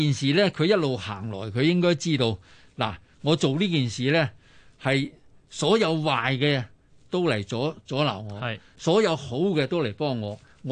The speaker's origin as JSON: {"language": "Cantonese", "country": "Hong Kong", "said": "作为香港人嚟讲咧，我觉得唔应该妄自菲薄"}